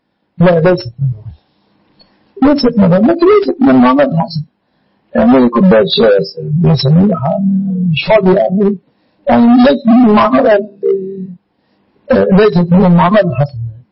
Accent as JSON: {"language": "Arabic", "country": "Egypt", "said": "النقوط في بلادنا مصر الإسلامي"}